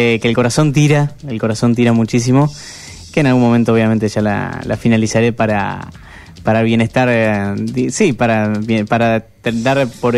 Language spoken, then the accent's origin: Spanish; Mercedes, Buenos Aires Province, Argentina; yo soy de Mercedes, nací en Mercedes, sí, provincia de Buenos Aires, acá a unos 100 kilómetros, por ruta y acceso de este, ruta 5, ¿viste?